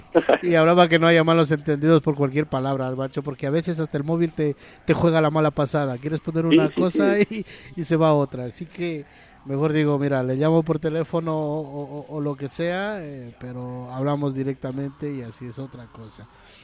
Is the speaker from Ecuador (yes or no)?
yes; Loja, Ecuador; yo soy de la parte de Loja, de muy al sur, de frontera con Perú prácticamente, de Catamayo.